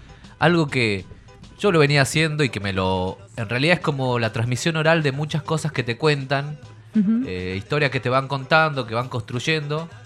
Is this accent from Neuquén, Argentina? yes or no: yes; Aluminé, Neuquén, Argentina; Son leyendas patagónicas de por el sur, de por ahí, de Aluminé, que tienen mucho que ver. De mi tierra.